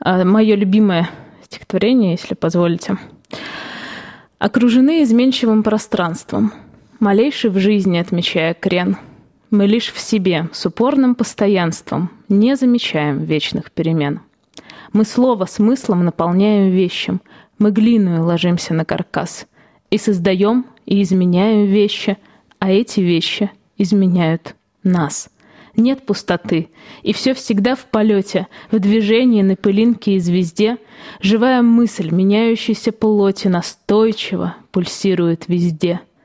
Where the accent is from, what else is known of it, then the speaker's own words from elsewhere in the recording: Velikiye Luki, Pskov Oblast, Russia; now in Ivanovo, Russia; я сама родом не из Иваново, а из города Великие Луки, который находится в Псковской области.